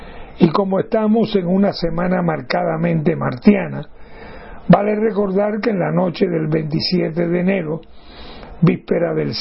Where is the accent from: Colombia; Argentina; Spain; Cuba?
Cuba; Soy el periodista cubano